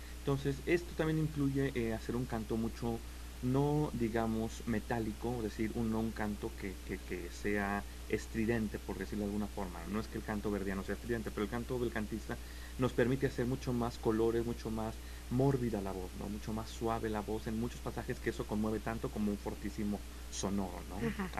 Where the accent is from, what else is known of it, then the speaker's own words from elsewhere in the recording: Mexico City, Mexico; Yo soy del México, del DF, exactamente.